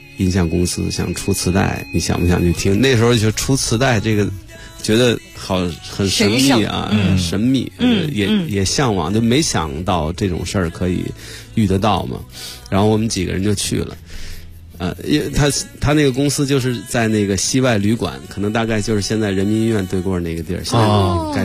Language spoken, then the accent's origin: Chinese; Beijing, China; 所以就官园桥这一带，肯定是因为小时候那个唱歌、弹琴